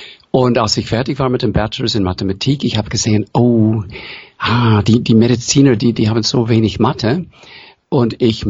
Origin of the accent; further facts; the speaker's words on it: United States; accent: American; German is a second language; Man hört für meinen Akzent, dass ich ursprünglich aus den USA komme. Mein Vater war aus Hausach im Schwarzwald, Mutter aus Prag und zu Hause sprachen die nur Englisch.